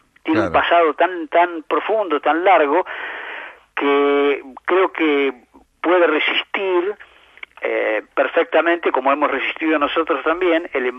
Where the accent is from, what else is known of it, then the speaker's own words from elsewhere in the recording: Argentina; Comparar nuestra vida como argentinos, nuestra realidad.